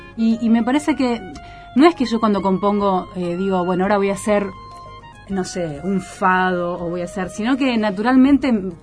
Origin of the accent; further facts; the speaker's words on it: Buenos Aires, Argentina; Por ahí ni siquiera me sale un tango y soy porteña